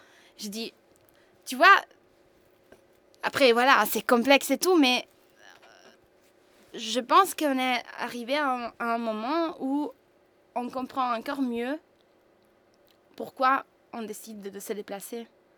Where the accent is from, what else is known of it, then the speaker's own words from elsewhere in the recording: Italy; moved away as an adult; moi je viens de l'Italie, je suis venue en Europe.